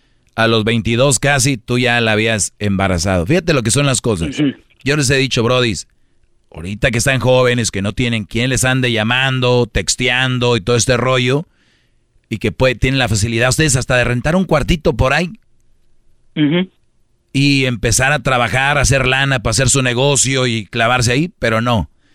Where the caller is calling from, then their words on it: Guanajuato, Mexico; Soy de Guanajuato, saludos, lo escuchamos aquí en Santana, en la construcción.